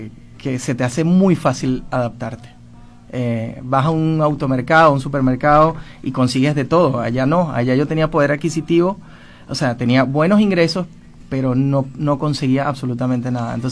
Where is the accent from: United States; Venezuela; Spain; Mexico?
Venezuela; Caracas, Capital District; moved away as an adult; now in Argentina; tengo 40 años, vivía en Caracas, soy caraqueño de nacimiento, y bueno, ya con 2 meses aquí en Argentina.